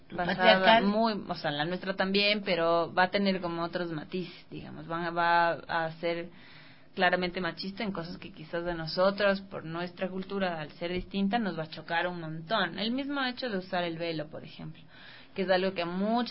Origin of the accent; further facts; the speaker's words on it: Ecuador; a nosotros como occidentales, ecuatorianos, X, nos chocan un montón